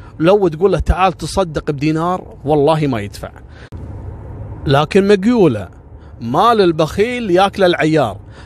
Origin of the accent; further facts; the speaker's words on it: Kuwait; انتقلت هالفكرة هذه عندنا في الكويت في سنة 98